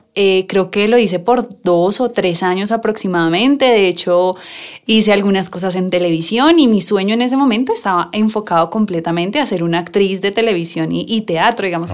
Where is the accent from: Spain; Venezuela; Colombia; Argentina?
Colombia; Bogotá; Nosotros siempre hemos crecimos en Suba, digamos que ese fue nuestro contexto de crecimiento de la infancia